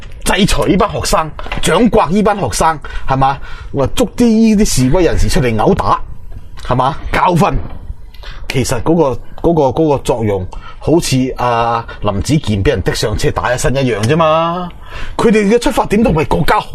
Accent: China; 我哋作为中国人啦，要讲礼义廉耻。

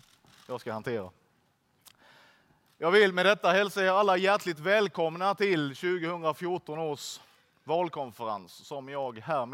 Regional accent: Blekinge, Sweden; Ska jag på ett medlemsmöte hemma i Blekinge.

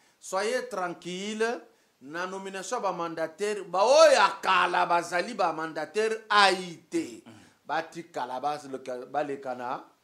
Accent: Lubumbashi, Haut-Katanga, DR Congo; il y a quelque chose chez nous à Lumbashi

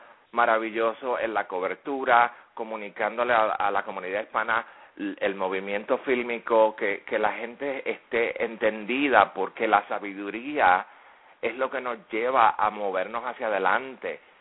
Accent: Puerto Rico; En el caso mío, como puertorriqueño, yo nací ciudadano norteamericano.

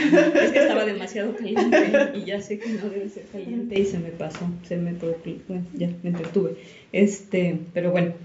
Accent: Sinaloa, Mexico; porque yo crecí en Sinaloa.

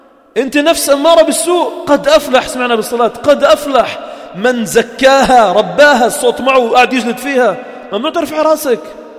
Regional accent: Sidon, South Governorate, Lebanon; وآخر من حمص، وأنا من صيدا، وثلاثة من البقاع واثنين من البقاع.

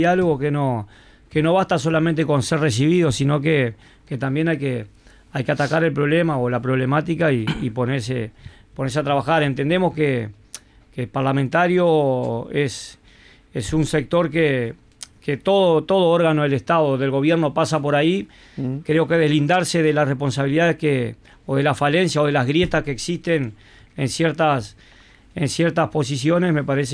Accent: Paysandú, Uruguay; En ese entonces vinimos de allá del norte, vinimos de Paysandú, Salto y Artigas

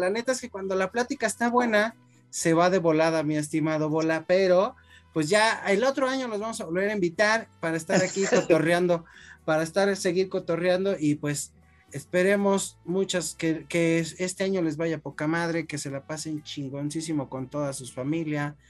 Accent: Argentina; pues yo también soy argentino

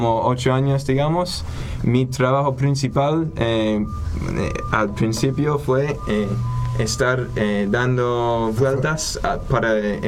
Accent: Texas, United States; vengo de la costa del Golfo de México, cerca de Houston, y Galveston.

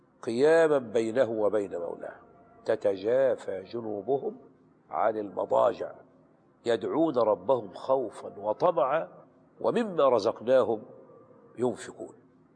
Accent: Qalyubia, Egypt; علمت عن واحد من الصالحين كان من الفلاحين في بلدتنا، يعني في مصر في القليوبية

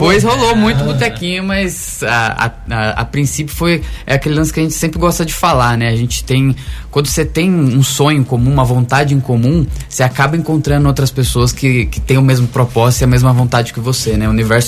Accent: Ituiutaba, Minas Gerais, Brazil; Sou de Tuiutaba, Triângulo Mineiro.

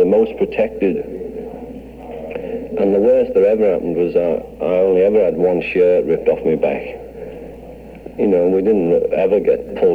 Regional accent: England, United Kingdom; they'd had a note threatening to shoot me as an English Jew

